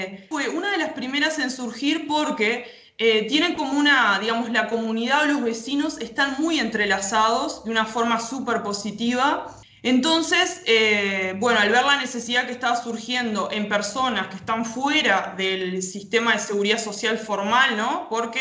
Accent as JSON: {"language": "Spanish", "region": "Rocha", "country": "Uruguay", "lives_now": "Montevideo, Uruguay", "said": "Yo puntualmente soy de Rocha y bueno, obviamente abandoné la idea de irme para ver a mi familia por esto, ¿no? Que justamente estoy en Montevideo"}